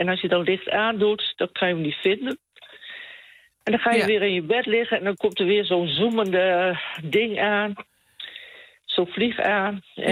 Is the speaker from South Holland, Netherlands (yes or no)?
no; Groningen, Netherlands; En wat bij ons in Groningen een vlieg is, dat is in de rest van Nederland een mug.